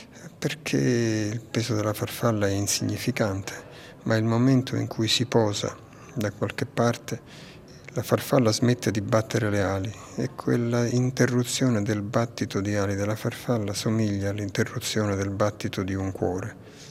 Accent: Naples, Campania, Italy; moved away as an adult; Sì, vengo da Napoli, ma mi sono estratto da lì e ho fatto altre... Non ho vissuto più lì dopo i 18 anni

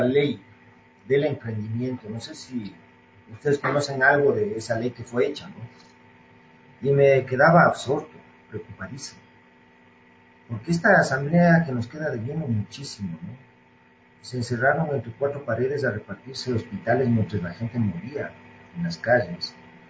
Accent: Ecuador; los emprendedores que somos buenos, los ecuatorianos, ¿por qué fracasan muchos al cabo de un tiempo?

